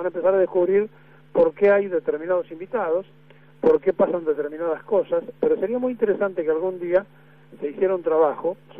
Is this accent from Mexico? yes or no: no; Argentina; Como es argentino, entonces, somos muy especiales, somos particularmente especiales